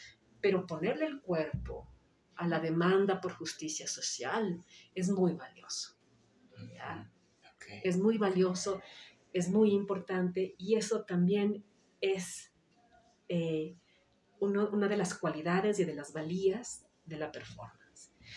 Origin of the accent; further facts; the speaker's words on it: Ecuador; vivimos en un contexto como ecuatorianos en el que no podemos estar ciegos a lo que sucede